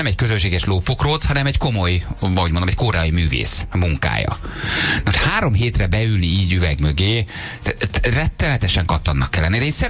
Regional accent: Lőrinci, Heves, Hungary; te én Lőrinci vagyok, nem Calgary felsőn születtem

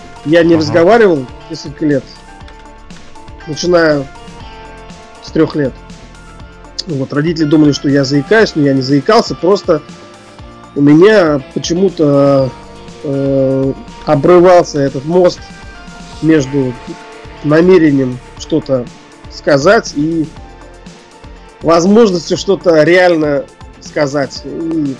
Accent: Ufa, Bashkortostan, Russia; Я родом из Уфы, это Башкирия.

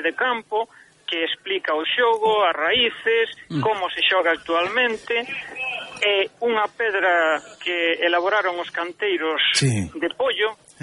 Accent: Sanxenxo, Galicia, Spain; eu son de Sanxenxo, en Dorrón, que é unha parroquia de Sanxenxo, chamábamoslle billarda, e en Porto Novo, que está ao lado de Sanxenxo, pateiro xa.

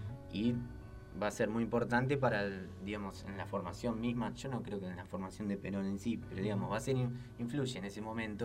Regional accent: Buenos Aires, Argentina; Todavía el sur, yo que soy de Boca, diría que la Boca queda más al sur, pero bueno.

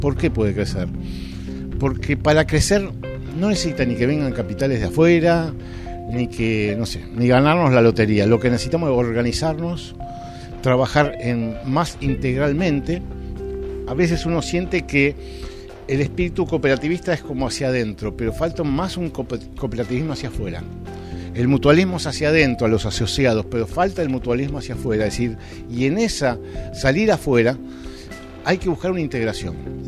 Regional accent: Argentina; Hay cosas que nos avergüenzan como argentinos

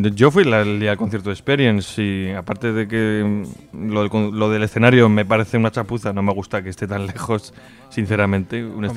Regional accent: Catalonia, Spain; Pues yo soy de Costa Brava. De toda la vida, vamos.

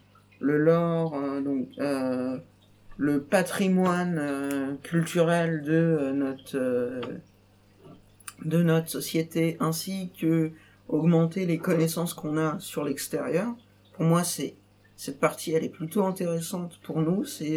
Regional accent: Hauts-de-France, France; Je sais qu'on est en Picardie, qu'on est même dans l'Oise. Donc on est des Isariens en plus.

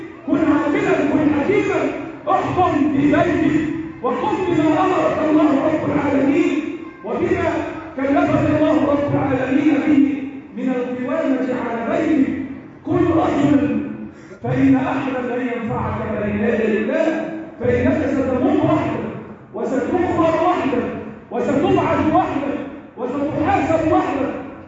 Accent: Egypt; اللهم احفظ بلدنا مصر

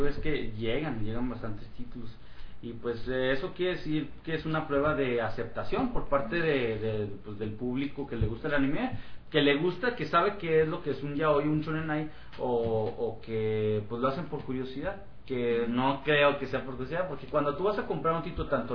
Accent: Mexico; nosotros que somos aquí de México

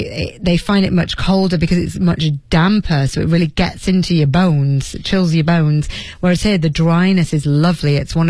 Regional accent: Leeds, Yorkshire and the Humber, United Kingdom

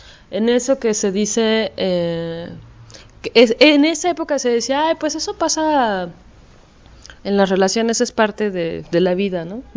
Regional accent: Mexico; pues yo soy de México y eso lo viví en Chiapas, ¿no?

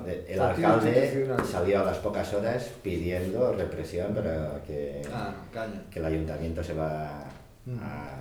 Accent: Santiago de Compostela, Galicia, Spain; porque yo vengo de Santiago, y digo, hostia, en Santiago, mira que hay casas por ocupar.

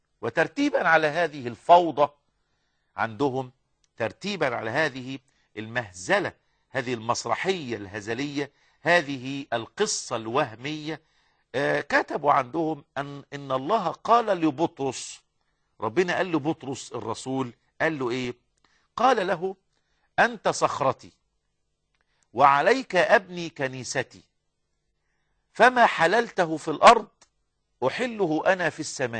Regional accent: Egypt; احنا نعرف في التاريخ المصري ان احنا كمصريين استعبدنا من قبل المحتلين والحكام قرونا طويلة جدا

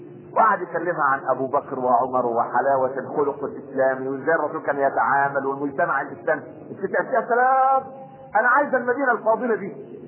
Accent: Egypt; واحنا كمصريين دي الفطره بتاعتنا

